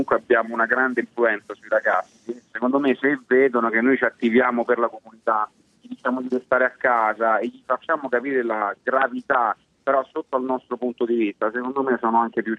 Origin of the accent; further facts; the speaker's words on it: Rome, Lazio, Italy; Io sono di Roma